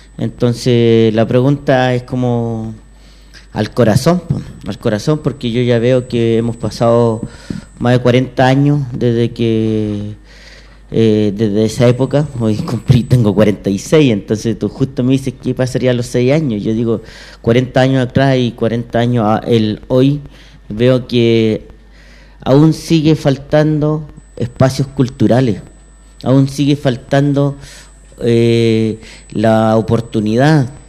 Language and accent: Spanish; Puente Alto, Santiago Metropolitan Region, Chile; yo soy de Puente Alto